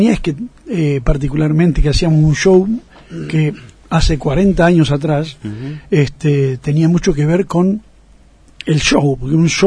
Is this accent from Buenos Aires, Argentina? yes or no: yes; Buenos Aires, Argentina; moved away as an adult; now in Catamarca, Argentina; Estudié en Buenos Aires. Yo soy de Buenos Aires y viví allá hasta los 33 años que me vine a vivir acá.